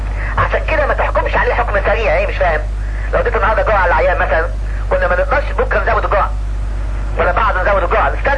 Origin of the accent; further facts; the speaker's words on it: Egypt; احنا عندنا في مصر ريزلبين والفا ميثايل دوب بيستخدم في الاجزخانات